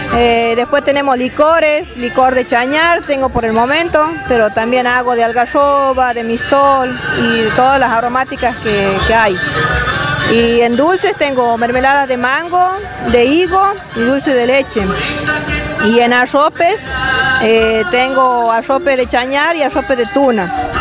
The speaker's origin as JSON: {"language": "Spanish", "town": "Pozo Hondo", "region": "Santiago del Estero", "country": "Argentina", "said": "buenos días a toda mi ciudad hermosa de Pozo Hondo."}